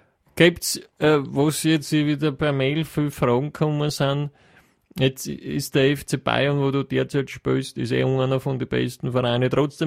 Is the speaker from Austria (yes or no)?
yes; Styria, Austria; der kommt ja aus meiner Heimat, der grünen Steiermark